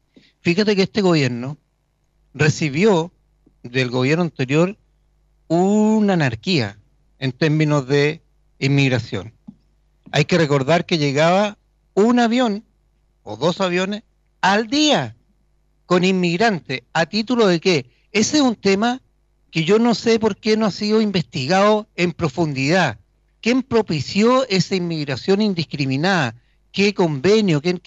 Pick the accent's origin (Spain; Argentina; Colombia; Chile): Chile; Nosotros como chilenos responsables no podemos abrir nuestras fronteras y que entre cualquiera.